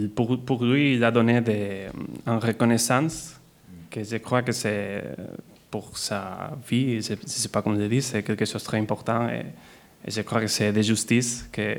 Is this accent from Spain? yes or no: yes; Barcelona, Catalonia, Spain; comme je suis de Barcelone, et supporter de Barcelone